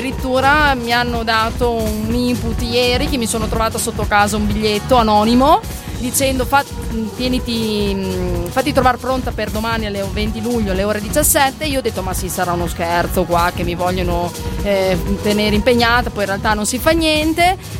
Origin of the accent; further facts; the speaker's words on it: Salizzole, Veneto, Italy; Da Salizzole, provincia di Verona.